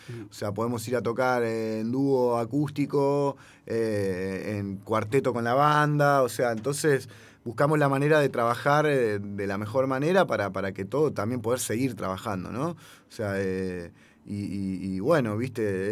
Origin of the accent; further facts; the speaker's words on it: La Plata, Buenos Aires Province, Argentina; Acá, yo que soy de Gambier, lo estábamos hablando recién